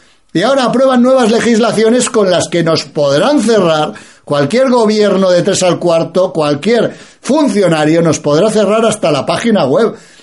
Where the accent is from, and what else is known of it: Spain